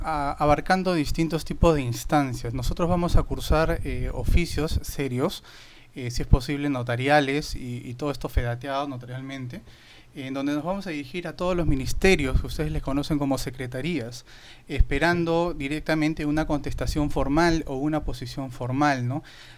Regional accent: Peru; Acá en mi país, en Perú, pues no tenemos un buen antecedente

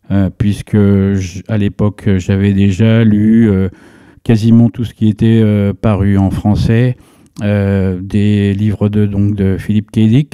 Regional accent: Villejuif, Île-de-France, France; Banlieue rouge, voilà, pure banlieue rouge. Moi, je venais de Villejuif, d'une mère ouvrière et d'un père immigré italien.

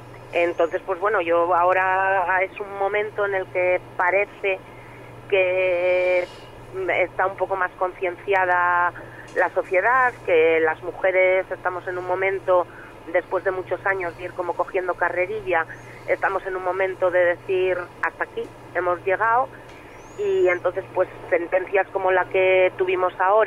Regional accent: Asturias, Spain; Pero no, soy de Asturias.

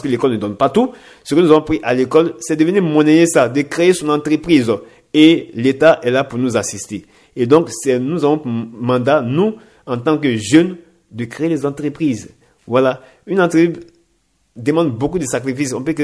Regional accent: Côte d’Ivoire; en tant qu'Ivoirien, en tant que résident en Côte d'Ivoire

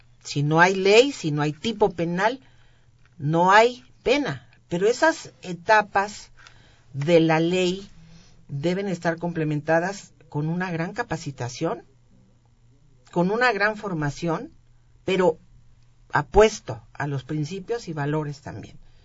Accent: Colima, Mexico; born there; yo soy una persona de cuna pobre. Yo nací en Colima, soy hija, la décima hija, en donde, bueno, una familia de 10 y soy la décima

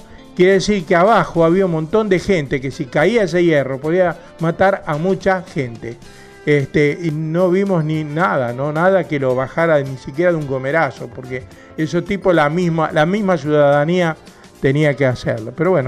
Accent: Quilmes, Buenos Aires Province, Argentina; los que somos de acá de Quilmes

